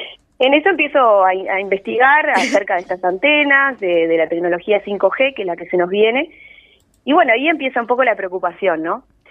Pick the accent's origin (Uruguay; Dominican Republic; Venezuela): Uruguay; Montevideo; Yo soy montevideana. Viví toda mi vida en Barrio Sur, al lado de la Rambla. Vine a veranear toda mi vida en la Floresta gracias al esfuerzo de mis padres y mis abuelos.